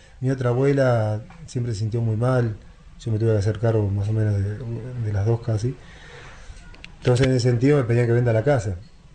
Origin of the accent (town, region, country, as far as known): La Pampa, Argentina